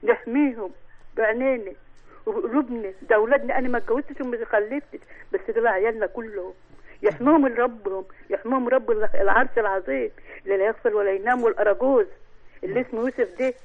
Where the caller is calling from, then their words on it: Damietta, Damietta Governorate, Egypt; بس عشان اني مصريه بحب وطنيتي.